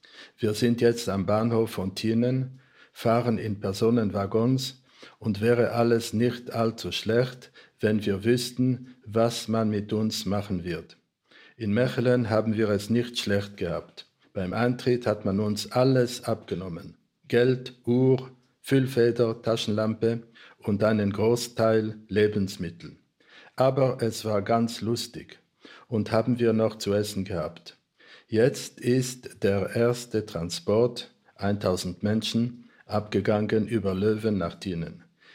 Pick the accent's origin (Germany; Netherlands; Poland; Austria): Poland; born there; Ich bin 1941 in Polen geboren, habe den Krieg mit viel Glück überlebt, zusammen mit meiner Mutter.